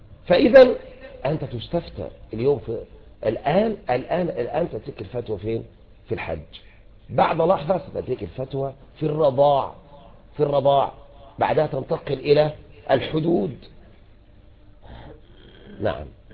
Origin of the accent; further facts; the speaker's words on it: Egypt; شوف يعني احنا عندنا طبعا نحن مصريين ما شاء الله يعني عندنا الفتاكة في كل شيء